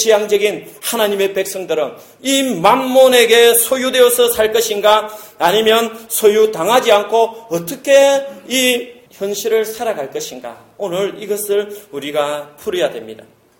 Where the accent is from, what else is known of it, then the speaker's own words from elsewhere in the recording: South Korea; moved away as an adult; 그때만 하더라도 나는 한국에서 온 캐나다에 온 유학생이었고